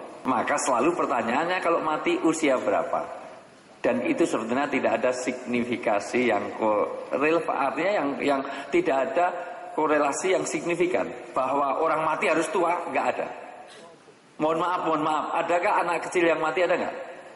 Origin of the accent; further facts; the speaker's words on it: Java, Indonesia; saya dahulukan yang tua, karena saya orang Jawa